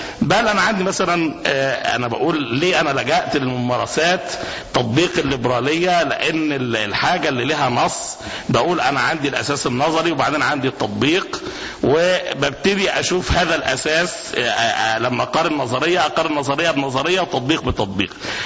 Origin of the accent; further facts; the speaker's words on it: Egypt; عندنا في مصر في ممارسات